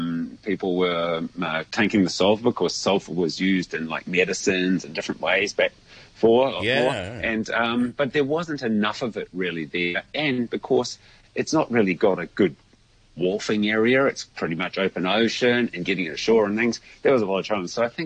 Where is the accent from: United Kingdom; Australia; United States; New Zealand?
New Zealand; Edgecumbe, Bay of Plenty; because I was brought up in Edgecombe, and Edgecombe in 1987 had an earthquake that the corner of our farm dropped 2.05 metres